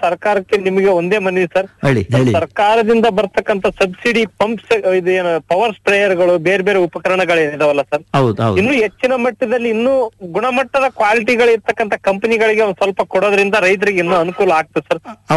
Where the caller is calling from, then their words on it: Koppal, Karnataka, India; ನಾವು ಕೊಪ್ಪಳದಿಂದ ಸರ್ ಮಾತಾಡ್ತಿರೋದು.